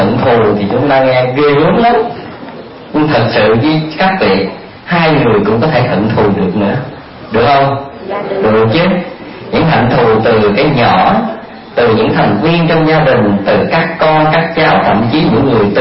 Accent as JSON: {"language": "Vietnamese", "region": "Vĩnh Long", "country": "Vietnam", "said": "Đại quê tôi đợi Vĩnh Long à, chính tỉnh miền Tây là ngứa là đồng bằng sông Cửu Long."}